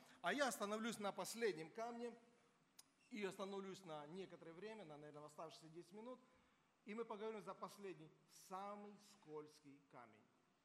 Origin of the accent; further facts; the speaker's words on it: Georgia; Я вырос в Грузии, поймите, там колдовство было на каждом шагу.